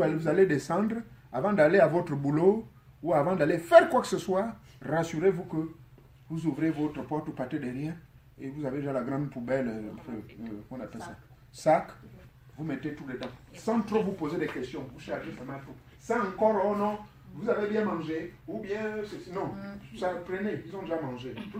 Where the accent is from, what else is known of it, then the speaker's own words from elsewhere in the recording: United States; chez nous aux États-Unis, on appelle ça appartement studio.